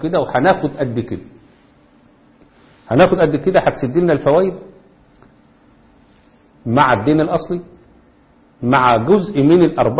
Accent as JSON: {"language": "Arabic", "country": "Egypt", "said": "وده اللي بيحصل عندنا في مصر بالضبط دلوقتي."}